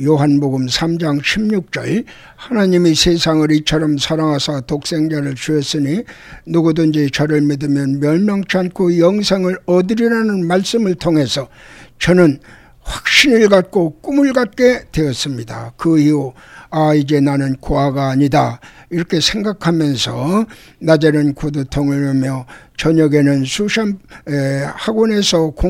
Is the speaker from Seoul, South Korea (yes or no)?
yes; Seoul, South Korea; born there; 저는 1942년 2월 12일 청량리 실용동에서 태어났으며